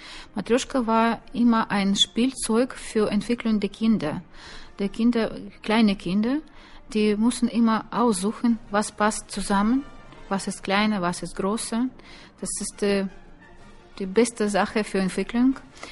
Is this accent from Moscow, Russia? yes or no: no; Norilsk, Krasnoyarsk Krai, Russia; born there; German is a second language; Norilsk, die heimliche Stadt, wo ich geboren bin.